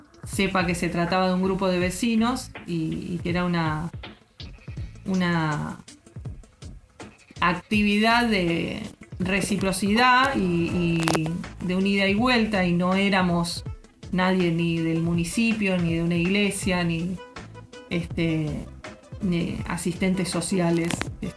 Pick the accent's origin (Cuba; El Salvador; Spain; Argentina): Argentina; Santa Clara del Mar, Buenos Aires Province; soy de Santa Clara del Mar.